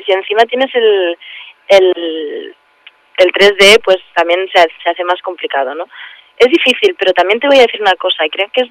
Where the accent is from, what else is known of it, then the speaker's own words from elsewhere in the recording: Barcelona, Catalonia, Spain; now in Madrid, Spain; yo me vine de Barcelona a Madrid